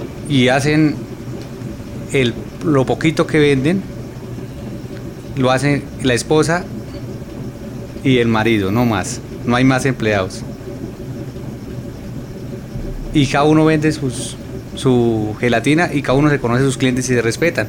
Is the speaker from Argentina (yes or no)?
no; Santander, Colombia; somos mayoría de Santander, de ese sector, de la vereda del pueblo. Y de ahí se vinieron uno a otro